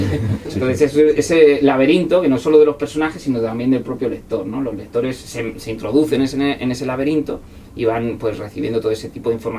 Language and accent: Spanish; Toledo, Castilla-La Mancha, Spain; Y además yo soy de Toledo, como sabéis